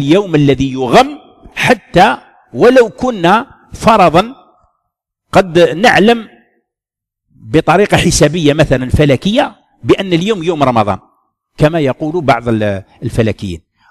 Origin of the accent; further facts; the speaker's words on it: Algeria; وحنا واحد الوقت كان عندنا في الجزائر لا يعتمدون الرؤية